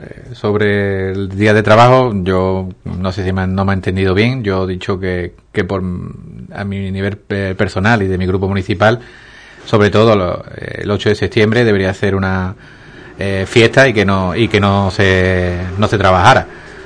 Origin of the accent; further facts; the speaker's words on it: Ubrique, Andalusia, Spain; sobre todo en mi pueblo, sobre todo aquí en Ubrique